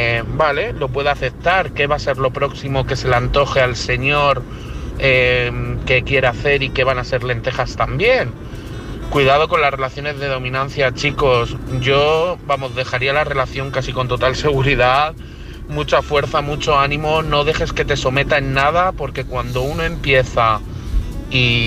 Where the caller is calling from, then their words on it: Madrid, Community of Madrid, Spain; de Madrid.